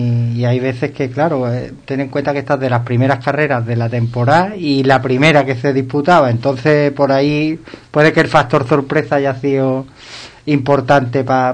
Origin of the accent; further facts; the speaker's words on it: Ubrique, Andalusia, Spain; no es porque sea mi pueblo, pero Ubrique desde el cielo todavía es más bonito